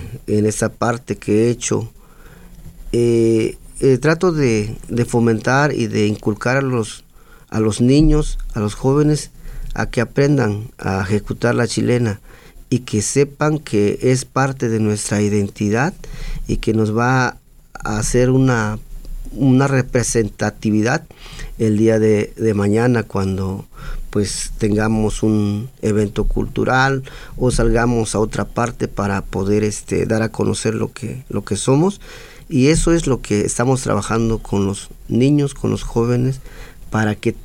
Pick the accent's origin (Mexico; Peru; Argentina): Mexico; San Juan Colorado, Oaxaca; San Juan Colorado, que es mi tierra natal